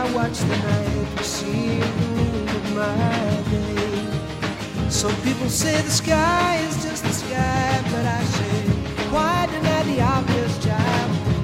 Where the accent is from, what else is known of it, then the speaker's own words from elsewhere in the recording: North-West Italy, Italy; io che sono del nord-ovest, banalmente, non sono di Perugia come Tiziano Bonini